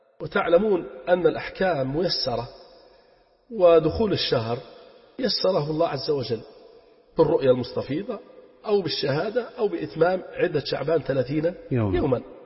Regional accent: Libya; فننصح أهلنا في بلدنا ليبيا حرسها الله من كل سوء ومكروه

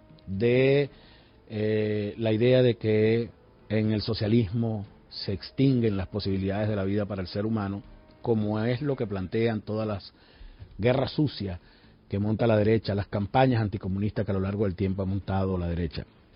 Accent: Venezuela; estamos en la plenitud de nuestra alegría como venezolanas y como venezolanos

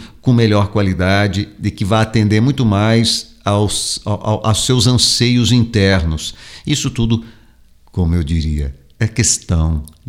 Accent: São Paulo, Brazil; born there; eu tinha que ir a São Paulo com frequência, dirigindo, e aquele trânsito é terrível daquela cidade onde eu nasci

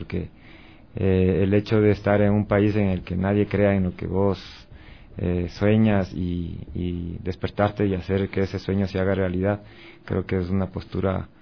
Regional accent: Latacunga, Cotopaxi, Ecuador; fue como músico invitado de una banda de rock clásico en mi ciudad, en La Tacunga, yo soy de La Tacunga

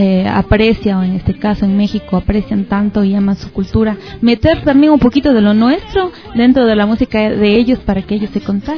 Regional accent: Ecuador; que nos identifica como ecuatorianos

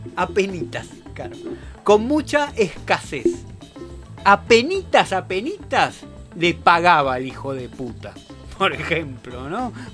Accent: Argentina; que me salió como tango, es que soy argentino, ¿verdad?

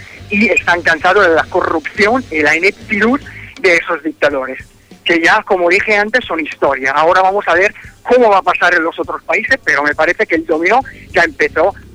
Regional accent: Italy; Spanish is a second language; Como italiano, sé muy bien que el primer ministro Berlusconi tiene tratos muy, muy cercanos con Gaddafi.

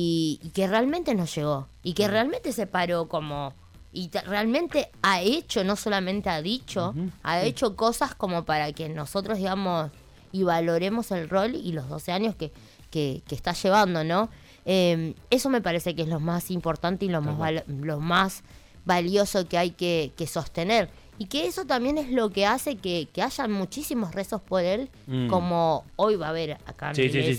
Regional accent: Argentina; Y como somos los argentinos, ¿viste?

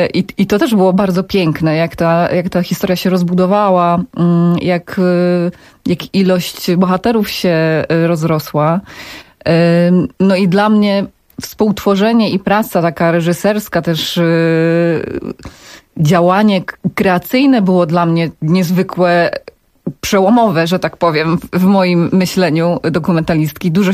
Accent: Rydułtowy, Silesian Voivodeship, Poland; ja jestem sama z małego miasteczka, z Rydułtów na Górnym Śląsku

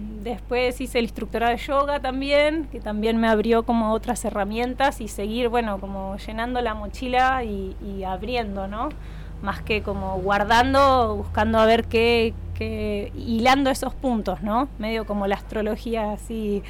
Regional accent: La Plata, Buenos Aires Province, Argentina; soy nacida en La Plata, allá pasé mi infancia y adolescencia, allí también me formé.

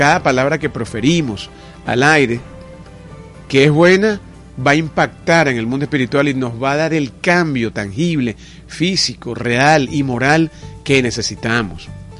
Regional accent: Venezuela; como pueblo, como nación, como país, como hermanos venezolanos.

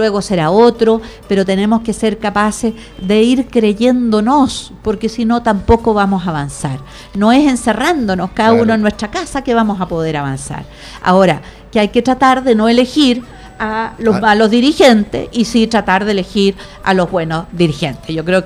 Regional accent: Puente Alto, Santiago Metropolitan, Chile; no hay que contar mucho que somos de Puente Alto

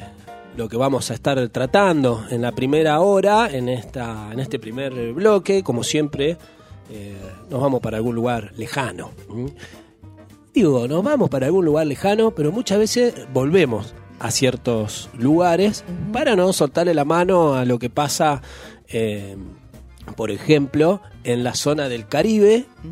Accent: Junín, Buenos Aires Province, Argentina; En mi pueblo, ahí en la provincia de Buenos Aires, en Junín

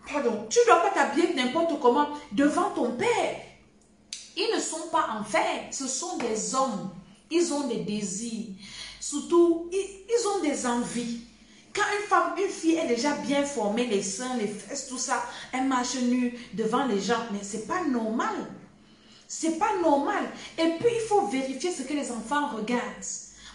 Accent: Cameroon; Chez nous, au Cameroun, on commence à te préparer le cuit.

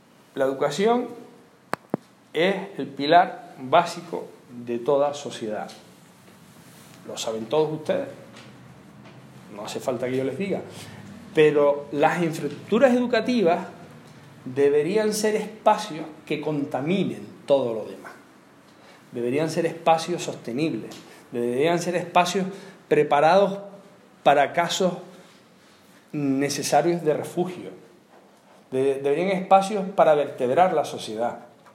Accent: Canary Islands, Spain; No cabe más una playa artificial en mi tierra. En Lanzarote hay proyectadas dos playas artificiales. Y yo tengo bronca con los míos allí.

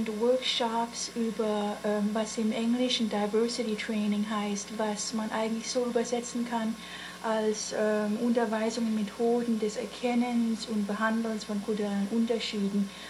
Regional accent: Gainesville, United States; now in Germany; ich bin in Gainesville sogar aufgewachsen mit deutschen Eltern.

